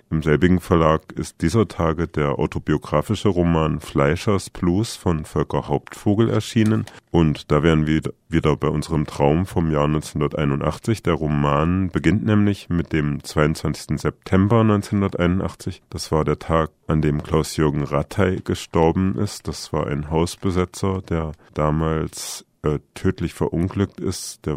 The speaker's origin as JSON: {"language": "German", "town": "Kassel", "region": "Hesse", "country": "Germany", "tie": "born or raised there", "said": "in meiner Heimatstadt Kassel"}